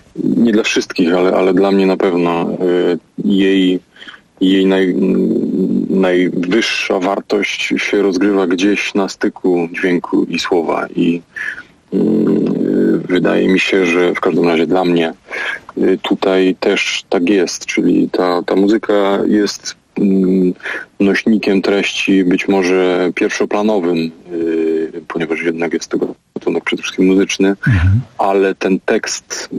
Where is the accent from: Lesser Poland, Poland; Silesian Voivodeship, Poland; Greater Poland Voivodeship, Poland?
Silesian Voivodeship, Poland; trudno mnie tak do końca Ślązakiem określić. Natomiast urodziłem się na Śląsku i wychowałem, co na pewno ma jakieś znaczenie w tym, kim jestem, jak widzę świat i też to miejsce.